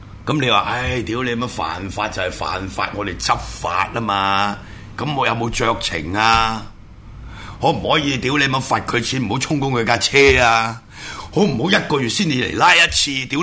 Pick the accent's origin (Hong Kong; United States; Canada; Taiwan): Hong Kong; born there; 我香港出世，香港是我家，我冇办过任何一笪地方嘅外国护照，对唔住，包括我最容易攞中华民国护照，我都冇攞嘅，